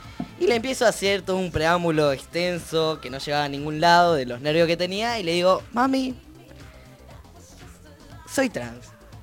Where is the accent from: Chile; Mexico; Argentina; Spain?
Argentina; Neuquén; now in La Plata, Argentina; acá en La Plata también. Yo soy de Neuquén, vale la aclaración, y me está costando empezar